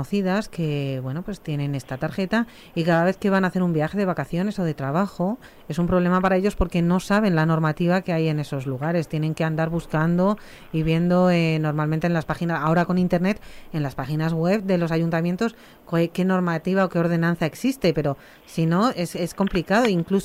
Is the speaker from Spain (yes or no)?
yes; Spain; ¿Cómo somos los españoles, eh?